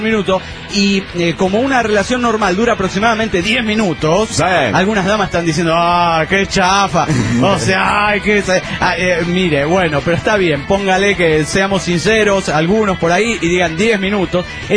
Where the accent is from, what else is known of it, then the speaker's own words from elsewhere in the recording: Colombia; En fin, como buen colombiano, habla mucha mierda, ¿eh? Porque es mentira que aquí se habla el mejor español del mundo.